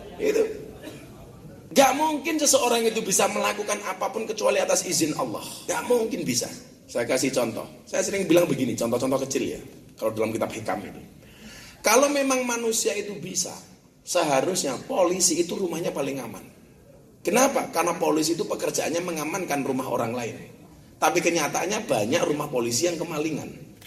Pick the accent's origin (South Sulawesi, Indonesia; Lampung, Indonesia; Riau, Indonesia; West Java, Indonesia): Lampung, Indonesia; born there; saya aslinya Ponorogo, lahir di Lampung. Puja Kesuma lah, putra Jawa kelahiran Sumatera.